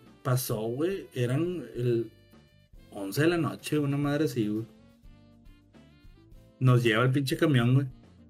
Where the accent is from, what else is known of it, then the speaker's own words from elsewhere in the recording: Monterrey, Nuevo León, Mexico; tengo que ir a la carretera porque soy de Monterrey, la chingada.